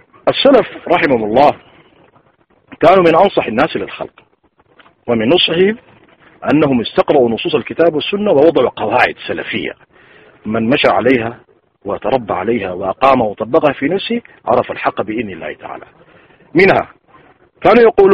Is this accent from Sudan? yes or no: yes; Sudan; كما يقول عندنا في السودان المثل